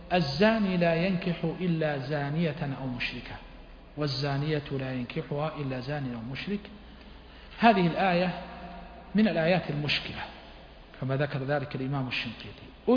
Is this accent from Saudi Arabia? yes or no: yes; Huraymila, Riyadh Province, Saudi Arabia; بين إخوتي وبين أهلي حريملاء هي بلدي ومسقط رأسي